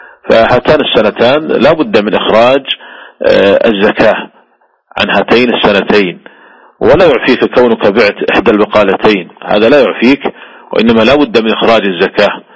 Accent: Saudi Arabia; وأيضا هي ممنوعة من وزارة التجارة عندنا في المملكة العربية السعودية

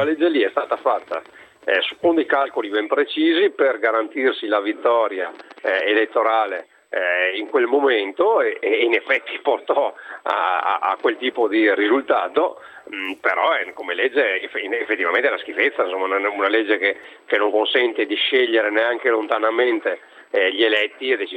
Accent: Verona, Veneto, Italy; io sono veronese, veneto, padano, italiano, europeo

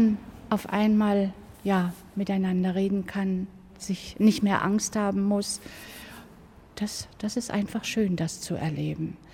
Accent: Brandenburg, Germany; ich bin ja nun eben hier groß geworden in der DDR.

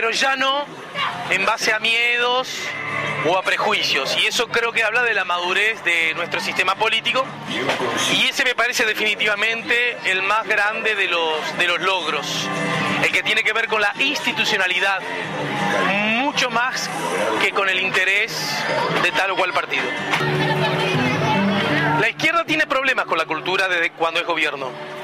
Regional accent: Uruguay; Soy uruguayo, pero amo, respeto a la hermana República Argentina y a sus habitantes.

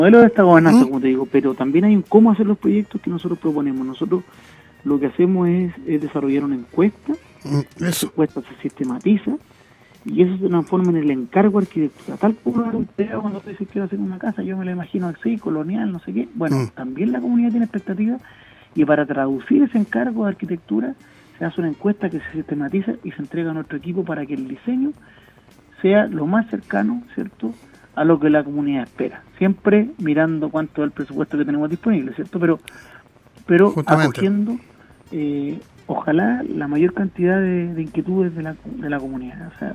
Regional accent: Recoleta, Santiago Metropolitan, Chile; yo soy de la zona norte, soy de Recoleta, así que siempre he estado en contacto con las comunas de Renca, Independencia, Conchalí, desde chico.

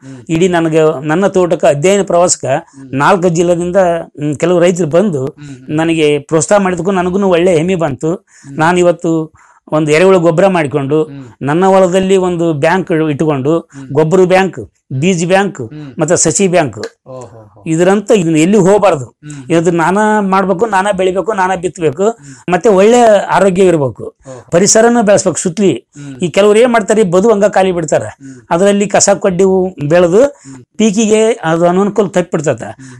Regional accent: Kamanur, Karnataka, India; Kamanuru sir.

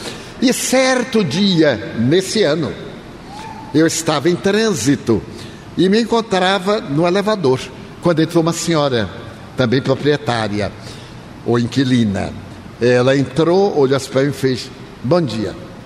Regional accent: Bahia, Brazil; eu sou baiano.

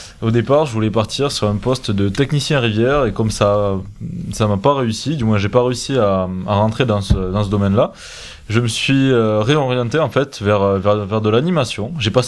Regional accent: Nouvelle-Aquitaine, France; Alors, ça doit pas s'entendre. Au micro, je sais pas. En fait, je suis originaire du Lot-et-Garonne.

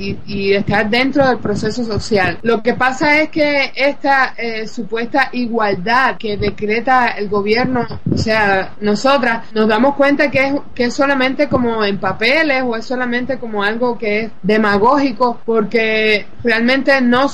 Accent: Cuba; hemos nacido y crecido y vivido en Cuba, la isla socialista

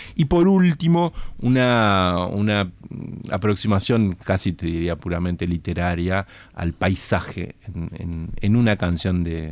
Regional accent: Salto, Uruguay; Yo que soy salteño siempre tengo que siempre tengo que nombrar a algún salteño.

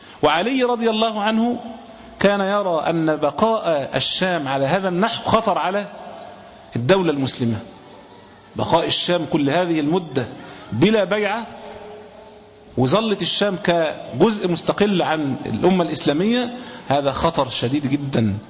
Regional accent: Egypt; مش إحنا زي عندنا في مصر كده

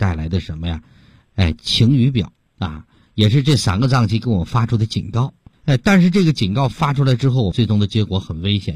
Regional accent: Heilongjiang, China; 我们黑龙江人最爱吃的就是咸的食物

